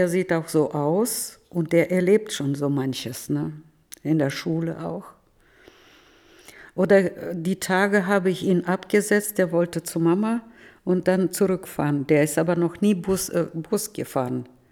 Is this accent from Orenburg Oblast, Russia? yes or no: yes; Novotroitsk, Orenburg Oblast, Russia; German is a second language; now in Germany; Und ich komme aus Novotroiz, das sind nur 20 Kilometer Differenz.